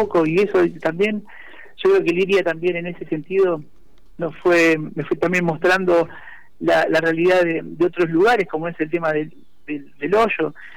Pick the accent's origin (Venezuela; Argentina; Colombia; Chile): Argentina; Buenos Aires Province; Yo soy de Buenos Aires, estoy en Avellaneda, que es el partido, yo vivo en Wilde, que en la ciudad de Avellaneda, que es la cabecera, ¿no? Cerquita de Capital, a 20 minutos de Capital.